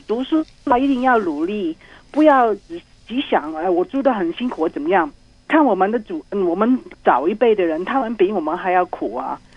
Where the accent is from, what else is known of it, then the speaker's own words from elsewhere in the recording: Hong Kong; 我是香港人